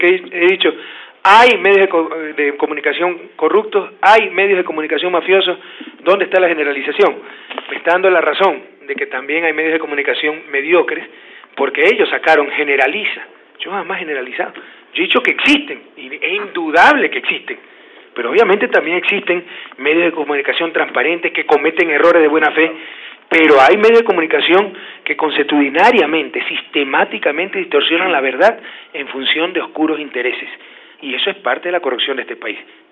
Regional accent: Ecuador; con el derecho que me asiste, como ecuatoriano, a decir a la gente por qué creo

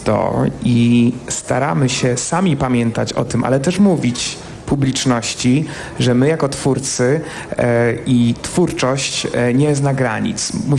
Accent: southern Poland, Poland; Jestem z południa Polski. To bliżej do Włoch niż dalej.

